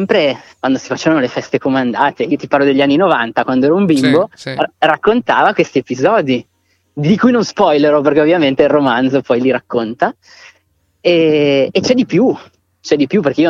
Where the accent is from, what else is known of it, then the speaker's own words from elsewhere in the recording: Piedmont, Italy; la Val d'Ossola, che è la mia terra d'origine.